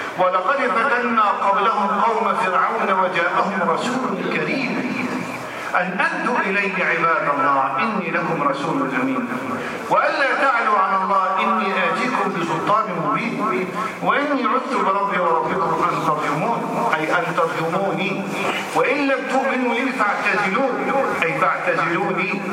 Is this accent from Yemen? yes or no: no; Egypt; ده المثال يهمنا يغصنا احنا كمصريين